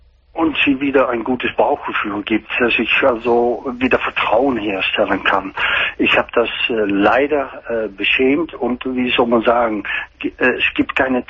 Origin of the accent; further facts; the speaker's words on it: Netherlands; German is a second language; Ich bin Niederländer.